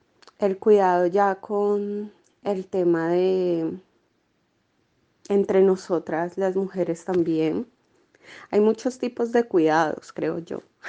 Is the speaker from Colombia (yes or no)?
yes; Colombia; moved away as an adult; also born or lived in Buenos Aires; tengo 35 años. Soy colombiana. En Colombia me gradué de trabajo social y acá llegué hace 3 años. Y antes de vivir acá, viví 5 años en Buenos Aires.